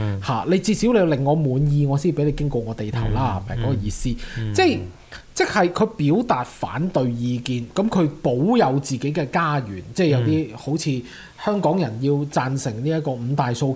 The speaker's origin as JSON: {"language": "Cantonese", "country": "Canada", "said": "其實係多得我哋加拿大人少嘅"}